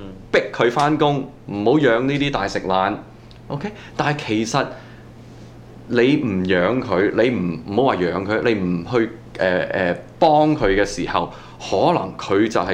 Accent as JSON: {"language": "Cantonese", "country": "Canada", "said": "我想我作為一個加拿大人，我愛我國家"}